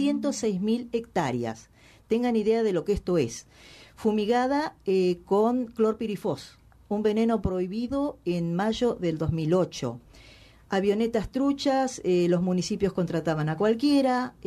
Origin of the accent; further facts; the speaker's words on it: San Agustín, Buenos Aires, Argentina; Soy del distrito de Balcarce, del pueblo de San Agustín, donde somos aproximadamente 500 habitantes. Zona sojera, de papa, cosechan trigo, maíz